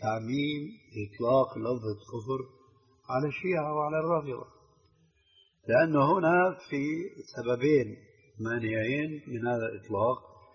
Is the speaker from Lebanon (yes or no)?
no; Levant, Syria; إذن كما يقولون عندنا في الشام، ابعد عن الشر وغنيله